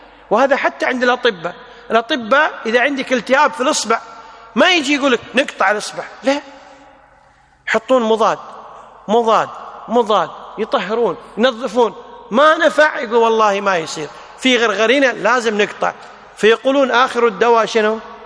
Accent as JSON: {"language": "Arabic", "country": "Kuwait", "said": "العامة عندنا بالكويت يقولون الطيور طارت برزاقها"}